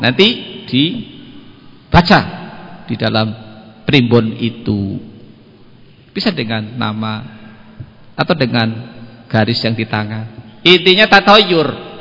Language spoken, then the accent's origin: Indonesian; Banyumas, Central Java, Indonesia; Kalau kita orang Banyumas, kalau hari Sabtu itu pantangan untuk melakukan apa?